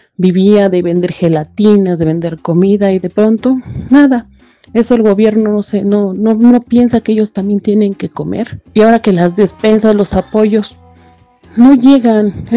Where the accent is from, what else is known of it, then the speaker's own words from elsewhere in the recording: Mexico; Como todo mexicano siempre hemos salido adelante, siempre hemos sido positivos en lo que cabe.